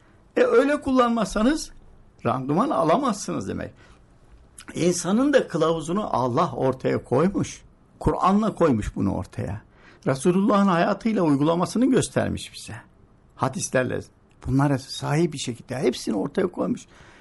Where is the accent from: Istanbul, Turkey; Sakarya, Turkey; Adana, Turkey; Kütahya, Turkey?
Sakarya, Turkey; Ben hatırlıyorum ben Sakaryalıyım.